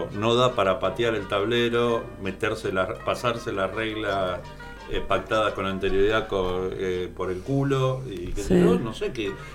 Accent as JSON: {"language": "Spanish", "town": "La Boca", "region": "Buenos Aires", "country": "Argentina", "tie": "born or raised there", "said": "yo nací y vivo en La Boca, y aunque todos los días espero el subte, no pasa."}